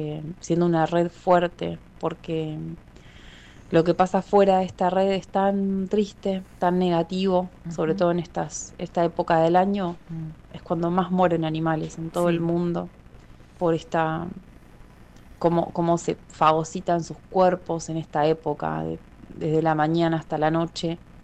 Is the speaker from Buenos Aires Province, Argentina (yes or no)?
yes; Mar del Plata, Buenos Aires Province, Argentina; de Mar del Plata, activista por los derechos de los animales y ceramista.